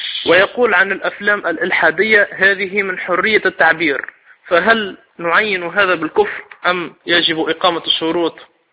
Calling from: Tunisia; شيخنا بارك الله فيكم، يوجد عندنا في تونس

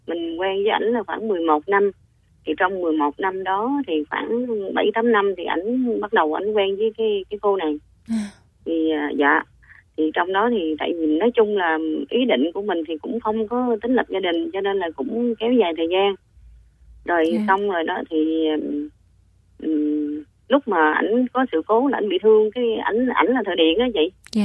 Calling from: Vietnam; Mình đang gọi tới từ Bình Dương ạ.

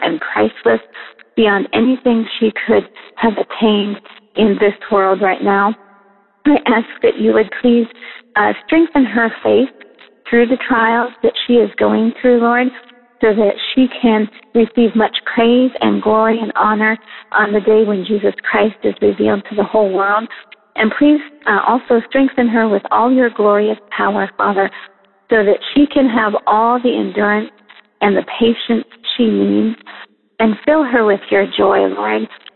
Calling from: Georgia, United States; I'm calling from Georgia in the United States.

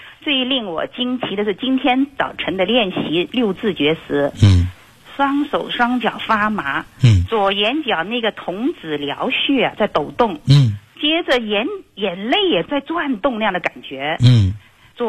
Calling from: Guangzhou, Guangdong, China; 我是广州的学生。

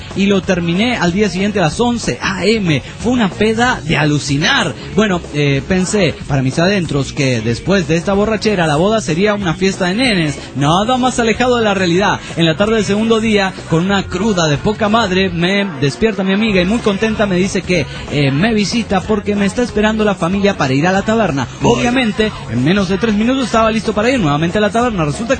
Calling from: El Salvador; del Salvador.

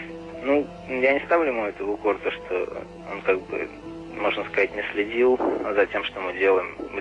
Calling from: Saratov, Saratov Oblast, Russia; Я звоню вам из Саратова.

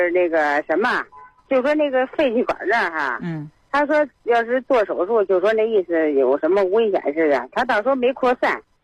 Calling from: Wuqing, Tianjin, China; 我是那个武清，天津市武清的。

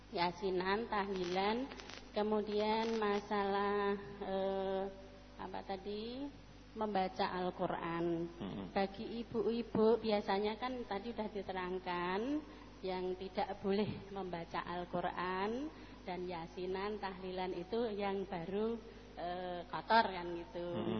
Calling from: Boyolali, Central Java, Indonesia; Ini aku dari … dari Boyolali.

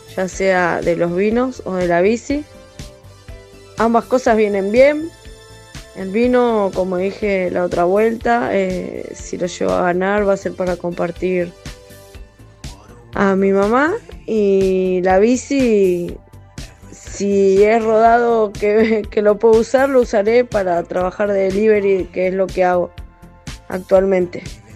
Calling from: Quilmes, Buenos Aires Province, Argentina; de Quilmes

